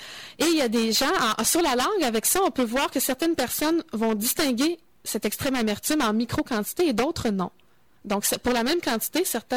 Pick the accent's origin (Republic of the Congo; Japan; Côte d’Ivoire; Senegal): Japan; accent: Japanese; French is a second language; l'umami, avec mon accent japonais.